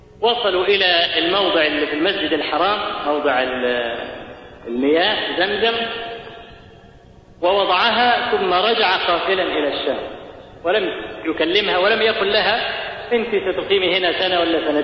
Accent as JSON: {"language": "Arabic", "country": "Egypt", "said": "واحنا كمصريين اسد بالك اسد في الحاجات"}